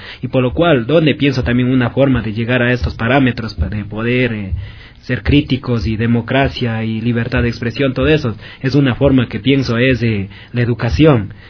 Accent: Ecuador; cómo nos identificamos por nuestras raíces mismo, que nos identifica como ecuatorianos y latinoamericanos.

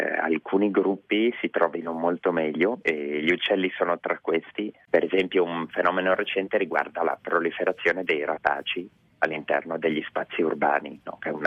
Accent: Genoa, Liguria, Italy; born there; now in Milan, Italy; sono, anche se ora vivo a Milano, sono nato a Genova.

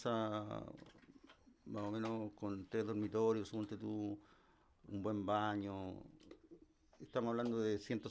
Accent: Quilpué, Valparaíso, Chile; el pasaje de donde yo vengo, que es de Quilpué, que es una ciudad que queda al lado de Viña

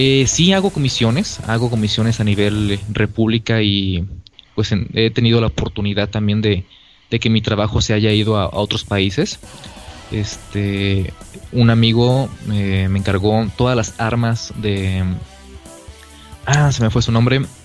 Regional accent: Guanajuato, Mexico; acá en Guanajuato, cerca aquí también de mi pueblo

